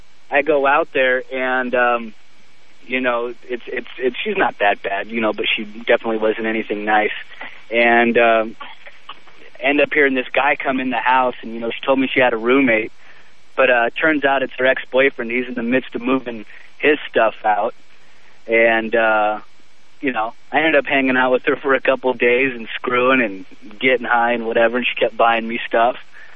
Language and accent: English; Seattle, Washington, United States; She's like, yeah, I live real close to you. I'm from Seattle. She was in Kirkland.